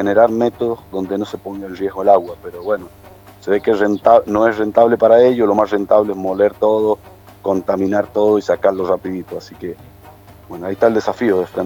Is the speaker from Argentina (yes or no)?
yes; San Carlos, Mendoza, Argentina; mi pueblo, en el centro, en el corazón de la provincia de Mendoza, en San Carlos